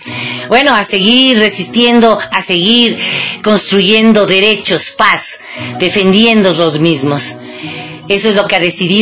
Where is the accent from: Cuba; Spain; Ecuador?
Ecuador; Eso es lo que nos corresponde como ecuatorianos, como pueblos latinoamericanos.